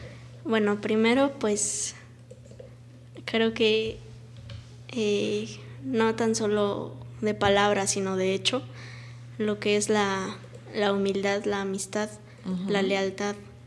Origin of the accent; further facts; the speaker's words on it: Cuernavaca, Morelos, Mexico; cuando yo digo, soy de Cuernavaca, soy de Morelos.